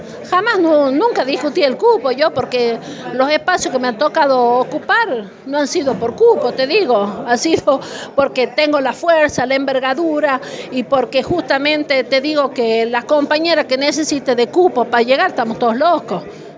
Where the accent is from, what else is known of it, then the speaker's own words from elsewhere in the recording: Argentina; no podemos soportar nosotros, por ejemplo, como argentinos